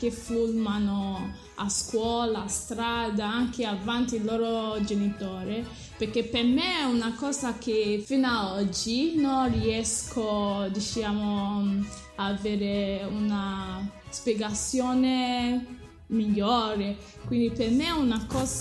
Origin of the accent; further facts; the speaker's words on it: Nigeria; Italian is a second language; No, sono nata in Nigeria e i miei genitori sono nigeriani. Rispondo tranquillamente, dico vengo da Nigeria e sono una nigeriana.